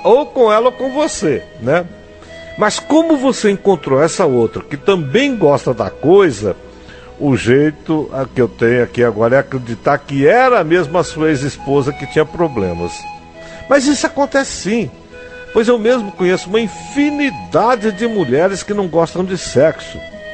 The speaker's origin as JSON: {"language": "Portuguese", "town": "Altamira", "region": "Pará", "country": "Brazil", "tie": "born or raised there", "said": "eu sou nascido em Altamira. Lá eu estudei, me criei e lá me casei a primeira vez também."}